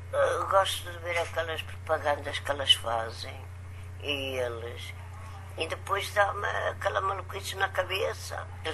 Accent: Porto, Portugal; born there; Nasci na Ribeira, na freguesia São Nicolau.

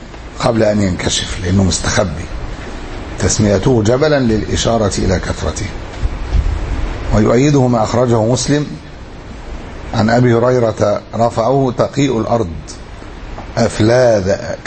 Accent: Egypt; احنا عندنا في أسوان وما حولها

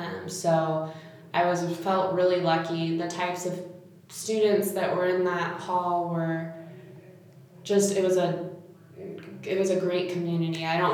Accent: Dallas, Texas, United States; I'm from Dallas.

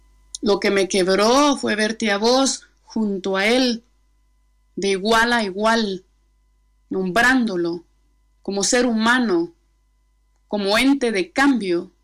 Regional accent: Comapa, Jutiapa, Guatemala; Nací en Guatemala, en el departamento de Jutiapa, en el municipio de Comapa, en el oriente, y crecí en un arrabal vendiendo laos en el mercado.

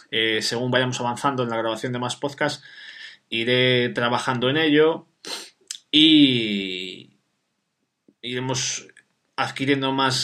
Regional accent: Sahagún, Castile and León, Spain; de un pueblo que se llama Sahagún, que está en la provincia de León, que es mi pueblo, como a mí me gusta llamarla, la costa del adobe.

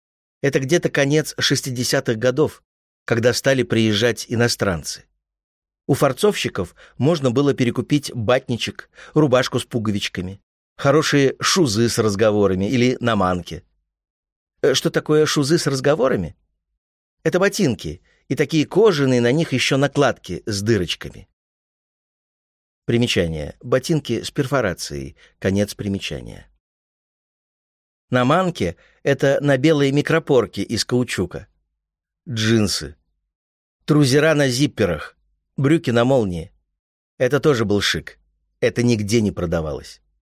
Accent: Ural, Russia; Ну, вот у нас была традиция, потому что мы с Урала, лепили всей семьей для гостей пельмени.

